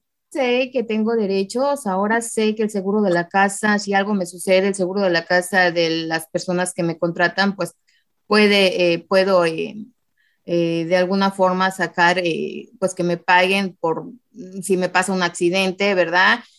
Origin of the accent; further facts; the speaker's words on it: Morelos, Mexico; also born or lived in State of Mexico; Soy originaria del Estado de México, pero mi mamá decidió llevarme muy pequeña a Morelos, entonces me considero morelense